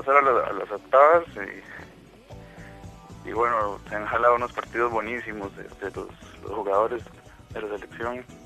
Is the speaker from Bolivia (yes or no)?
no; Tres Ríos, Cartago, Costa Rica; No, yo soy de aquí, de Tres Ríos, de la provincia de Cartago, el Valle Central, que llaman. Vivo en el puro centro del Istmo. Es como la zona fría del país, vivo entre las montañas.